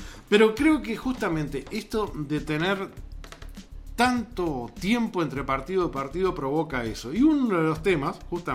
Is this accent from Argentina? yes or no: no; Uruguay; Que uno de los valores que nosotros siempre decimos como Uruguay, como uruguayos que tenemos, es la solidaridad.